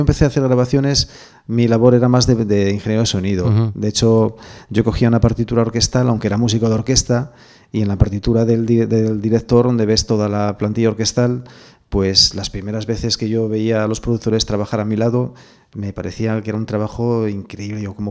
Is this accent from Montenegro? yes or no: no; Avilés, Asturias, Spain; Yo soy de Avilés de toda la vida, pero sí, vivo en Piedras Blancas, sí.